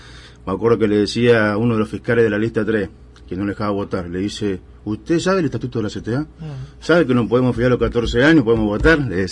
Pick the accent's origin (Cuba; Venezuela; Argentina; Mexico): Argentina; Caleta Olivia, Santa Cruz; also born or lived in Río Gallegos; Yo soy nacido y criado en Santa Cruz, especialmente, uh-huh. Nací en Río Gallegos en el 73.